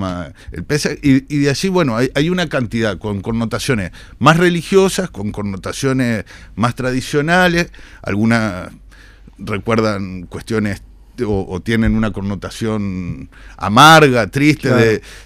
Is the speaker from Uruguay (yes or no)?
yes; Uruguay; Somos uruguayos, es lo que pasa en todos lados